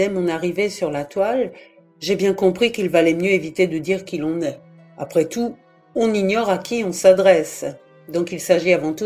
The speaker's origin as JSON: {"language": "French", "town": "Strasbourg", "region": "Grand Est", "country": "France", "tie": "born there", "lives_now": "Brest, France", "said": "Je vis en Nord-Finistère, à Brest. Je suis née à Strasbourg, en Alsace, et je suis arrivée en Bretagne en 2006."}